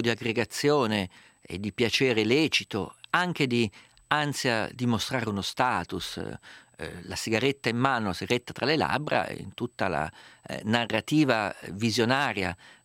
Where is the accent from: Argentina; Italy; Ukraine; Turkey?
Italy; Umbria; Essendo io umbro